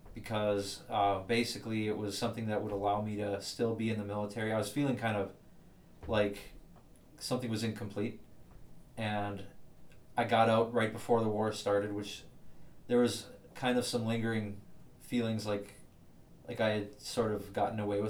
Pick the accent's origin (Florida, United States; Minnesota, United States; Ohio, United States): Minnesota, United States; Sabin; also born or lived in Fargo / Georgetown; Okay, I was born in Sabin, or I was born in Fargo. I lived in, grew up in Sabin, and for the final 2 years or so of high school, I lived with my dad in Georgetown